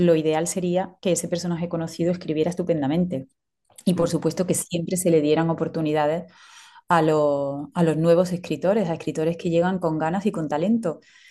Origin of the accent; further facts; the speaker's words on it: Córdoba, Andalusia, Spain; será un texto sobre la historia de Córdoba, de mi tierra.